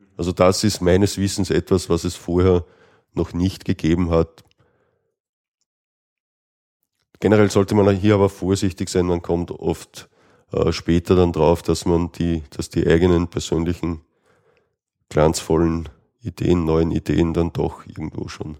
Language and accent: German; Austria; was es bei uns in Österreich etwas schwierig macht